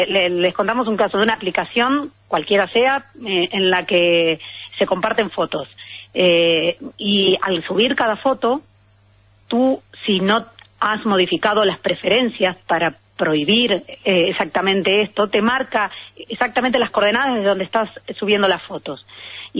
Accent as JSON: {"language": "Spanish", "country": "Argentina", "lives_now": "Spain", "said": "Soy argentina"}